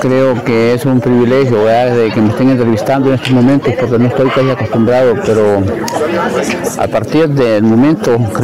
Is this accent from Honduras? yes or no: yes; Gracias, Lempira, Honduras; vengo del departamento de Lempira, la jurisdicción es Gracias Lempira.